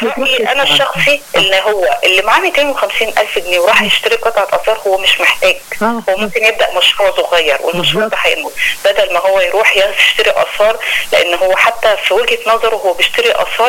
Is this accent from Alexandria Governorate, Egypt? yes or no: yes; Alexandria, Alexandria Governorate, Egypt; وحاجات بتحصل بالفعل عندنا في اسكندرية، مش اسكندرية بس، أيضا المحافظات الأخرى